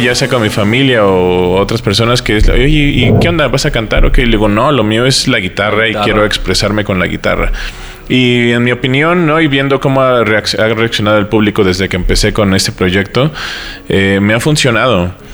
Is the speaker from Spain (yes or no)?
no; State of Mexico, Mexico; Bueno, crecí en el Estado de México ya de adolescente, ¿no? Que fue donde inicié mi onda musical.